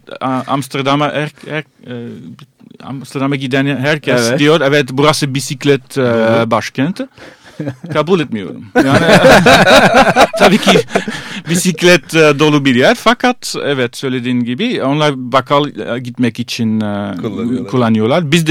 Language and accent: Turkish; Antwerp, Flanders, Belgium; Turkish is a second language; bir benim memleketim Antwerp'ten bir şarkıcı.